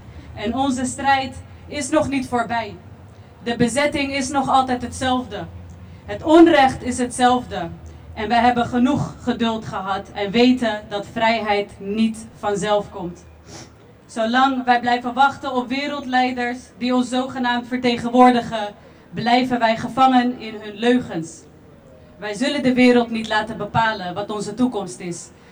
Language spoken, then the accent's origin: Dutch; Palestine; Wij Palestijnen, verspreid over de hele wereld, zijn de stem die blijft roepen voor gerechtigheid.